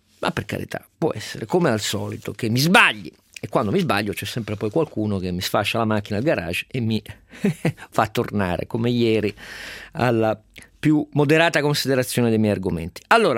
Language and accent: Italian; Piedmont, Italy; io sono piemontese e questo mi addolora